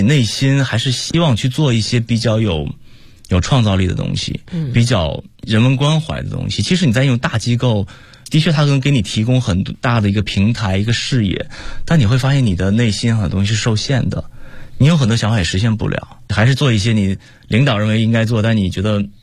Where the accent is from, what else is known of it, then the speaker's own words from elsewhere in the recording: China; 可能当时除了我一个中国人之外，其他都是老外。